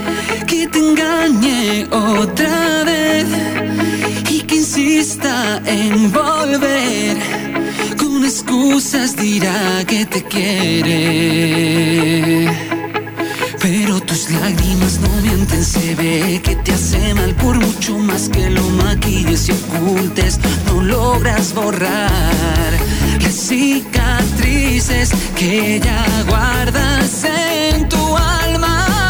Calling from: Don Torcuato, Buenos Aires Province, Argentina; de Don Torcuato.

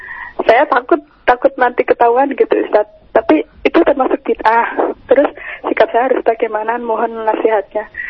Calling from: Cakung, Jakarta, Indonesia; Dari Cakung.

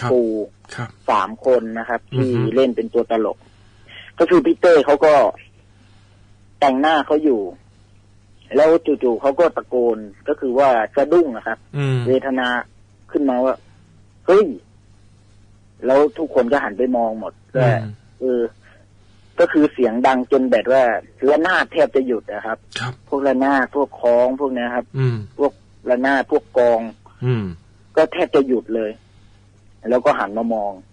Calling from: Rayong, Thailand; อยู่ที่ระยองครับ

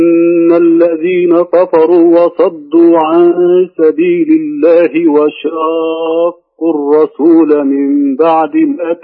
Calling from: Al-Ahsa, Eastern Province, Saudi Arabia; من الاحساء.

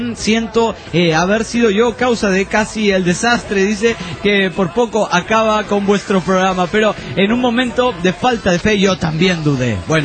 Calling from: Badalona, Catalonia, Spain; de Badalona, España.

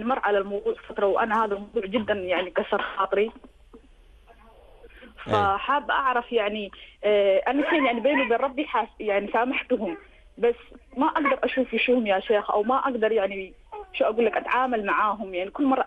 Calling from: Somalia; أنا صومالية مقيمة في دولة الإمارات مدينة الشارجة.

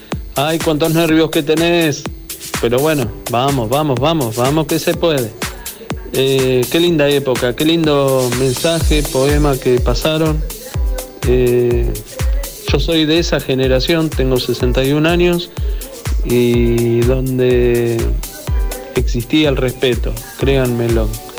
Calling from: Quilmes, Buenos Aires Province, Argentina; de Quilmes.

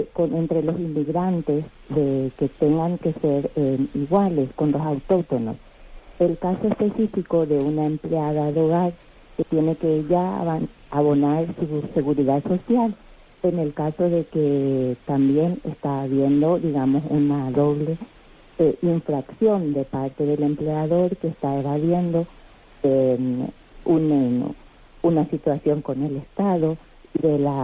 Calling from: Madrid, Community of Madrid, Spain; aquí de Madrid.

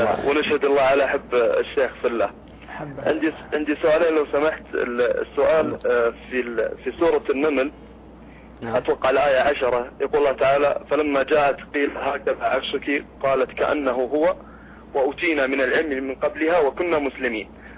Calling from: Abha, Asir, Saudi Arabia; أنا شيخ من أبها

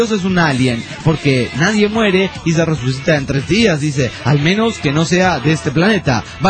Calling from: Venezuela; Hablando sobre los bichos bola, aquí en mi país se llaman coquicos.

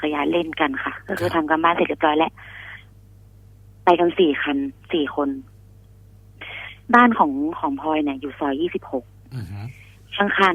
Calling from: Nong Khaem, Bangkok, Thailand; ตอนนี้อยู่หนองแขมค่ะ

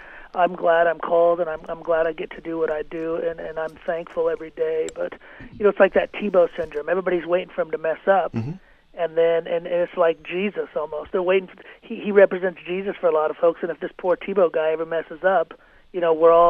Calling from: Worland, Wyoming, United States; I'm in Warland.

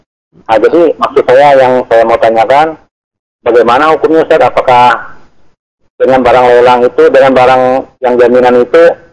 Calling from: Kalimantan, Indonesia; Ini saya dari … dari Kalimantan.

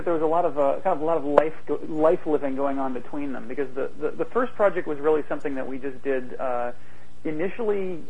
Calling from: San Jose, California, United States; Just outside San Jose, California.

